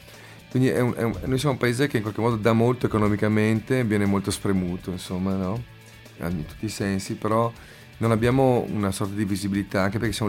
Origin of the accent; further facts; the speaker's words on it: Verona, Veneto, Italy; Io poi sono di Verona, abbiamo avuto tre omicidi negli ultimi 20 anni